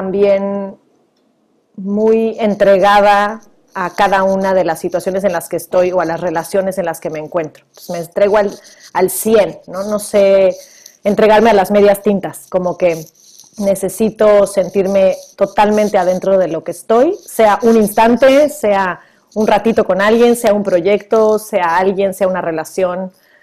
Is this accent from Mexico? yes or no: yes; Mexico; now in Vancouver, Canada; soy originaria de México, pero actualmente vivo en Vancouver, Canadá.